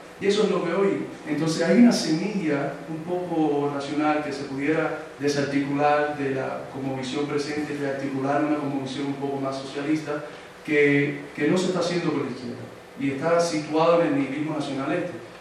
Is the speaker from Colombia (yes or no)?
no; Miami, Florida, United States; como me crié en Miami